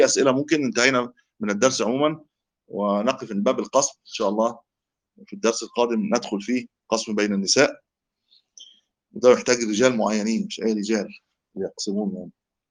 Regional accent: Egypt; إحنا نقول شربة عندنا في مصر.

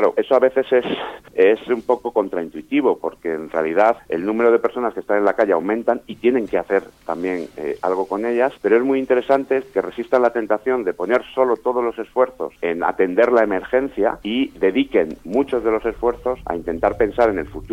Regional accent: Madrid, Community of Madrid, Spain; born there; Yo que nací en Madrid, pero que … que es un apellido muy catalán, y con esa mezcla que tengo

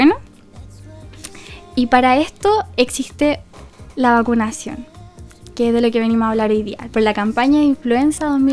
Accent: Villarrica, Araucanía, Chile; now in Concepción, Chile; yo soy de Villarrica, pero ahora estoy haciendo mi práctica acá en Concepción. Estudié en Concepción y ahora ya está en mi último año.

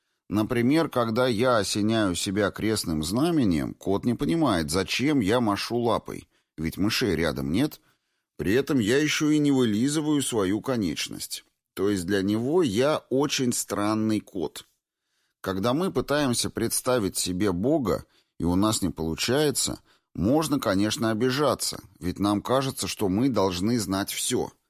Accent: Moscow, Russia; Я коренной москвич. Ведь правда же, многие москвичи время от времени испытывают ощущение, что за МКАДом жизни нет.

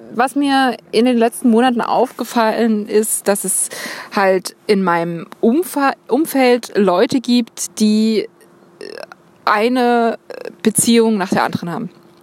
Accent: Dresden, Saxony, Germany; Und ich komme übrigens ursprünglich aus Dresden, wie man hört. Gewöhnt euch dran.

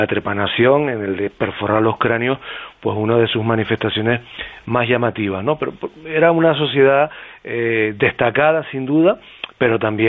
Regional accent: Canary Islands, Spain; esta noche, además, soy como embajador de Canarias, fuera de Canarias

